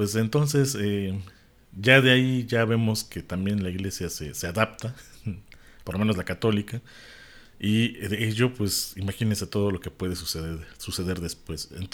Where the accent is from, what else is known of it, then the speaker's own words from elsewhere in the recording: Mexico; yo soy mexicano y mexica, yo soy mexicano, maya